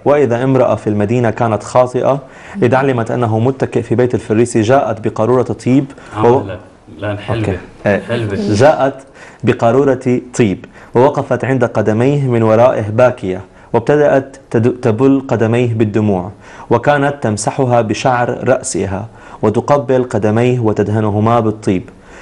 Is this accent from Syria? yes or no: yes; Syria; now in Lebanon; انا سوري وبعرف بلدي شو عملت بلبنان